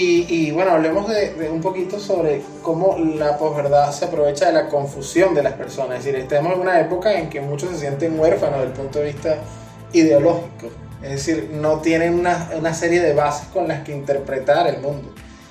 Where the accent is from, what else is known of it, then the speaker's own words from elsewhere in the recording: Venezuela; es algo que nunca como venezolanos nos imaginamos que íbamos a tener que hacer, importar gasolina.